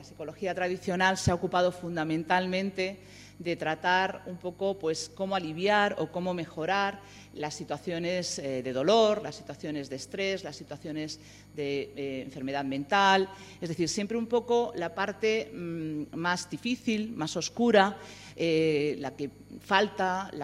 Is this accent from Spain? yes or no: yes; Madrid, Community of Madrid, Spain; también tengo mis raíces andaluzas, sino porque efectivamente yo soy de barrio. Yo soy de un barrio, yo soy de Villaverde, un barrio de Madrid, que para los que no lo conozcáis, pues es similar en las características de Carabanchel y de otros tipos de barrios